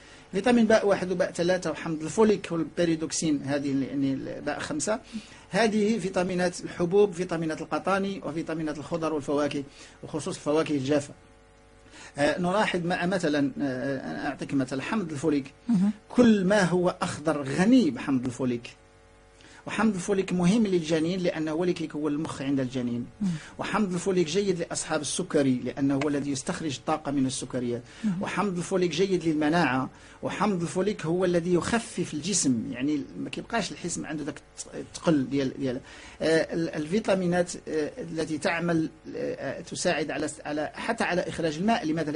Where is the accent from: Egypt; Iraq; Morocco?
Morocco; عندنا في المغرب باقي ما كنعرفوش الاستهلاكات واستعمالات ديال السمك في المغرب